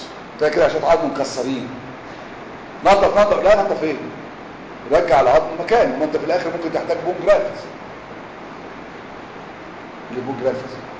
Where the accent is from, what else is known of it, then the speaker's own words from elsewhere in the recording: Egypt; إحنا كمصريين قيمنا الجراح بعدد الغرز